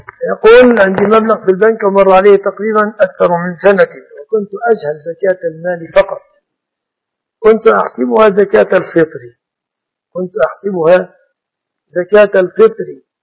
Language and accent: Arabic; Egypt; أسأل الله سبحانه وتعالى أن يحفظ بلادنا مصر وسائر بلاد المسلمين من كل مكروه ومن كل سوء